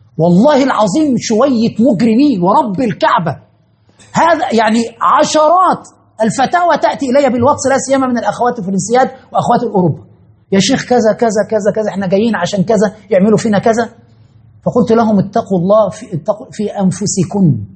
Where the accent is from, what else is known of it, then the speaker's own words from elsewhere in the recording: Egypt; عندنا في مصر مثلا أن تتزوج امرأة لابد أن تأتي بالشقة